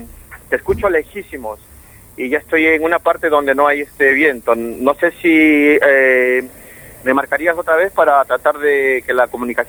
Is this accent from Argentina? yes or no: yes; Argentina; born there; moved away; also born or lived in United States; Soy argentino de nacimiento, sí, salí en el año 76 del país y, bueno, he estado residiendo en Estados Unidos por mucho tiempo